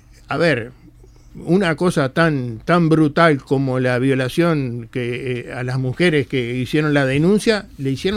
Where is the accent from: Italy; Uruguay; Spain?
Uruguay; tal vez porque somos uruguayos también, y nos cuesta muchas veces sacar a luz determinadas cosas